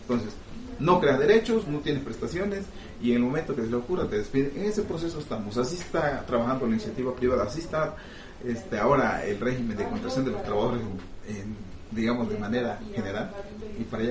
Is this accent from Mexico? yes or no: yes; Mexico; es un golpe a nuestro orgullo como mexicanos